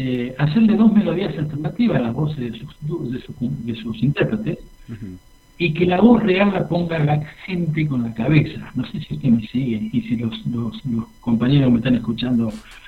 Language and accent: Spanish; San Fernando, Argentina; usted sabe que soy de San Fernando.